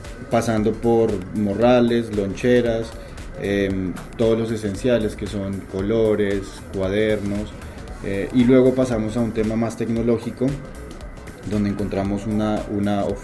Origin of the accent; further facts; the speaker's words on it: Colombia; yo soy colombiano, en Bogotá es exactamente igual el tráfico que en Lima